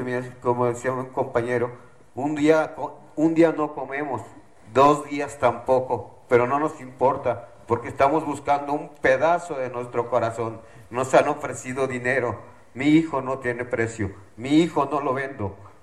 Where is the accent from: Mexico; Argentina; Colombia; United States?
Mexico; Tlaxcala; Nosotros somos del estado de Tlaxcala y es muy diferente la situación.